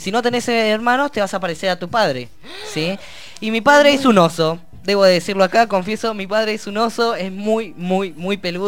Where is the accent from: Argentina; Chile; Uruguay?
Argentina; Neuquén; Yo vengo del Neuquén, como ya se los comenté